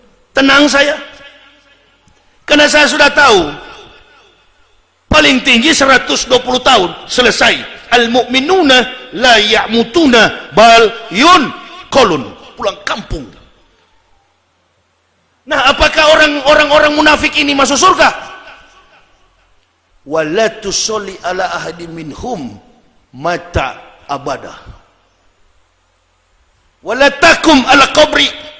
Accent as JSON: {"language": "Indonesian", "town": "Manado", "region": "North Sulawesi", "country": "Indonesia", "said": "dia orang Manado, saya juga orang Manado"}